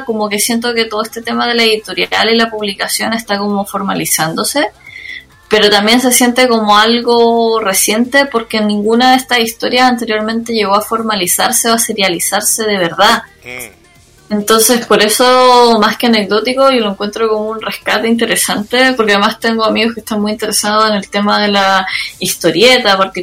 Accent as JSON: {"language": "Spanish", "country": "Chile", "said": "en todos los ámbitos como chilenos, como que en realidad ese chaqueteo ocurre por todas partes todo el rato"}